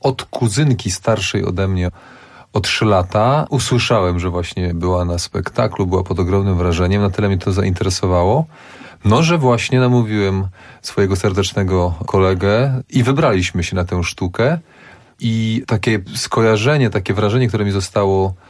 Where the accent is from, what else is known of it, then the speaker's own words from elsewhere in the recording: Bydgoszcz, Kuyavian-Pomeranian Voivodeship, Poland; Ja jestem bydgoszczaninem z pochodzenia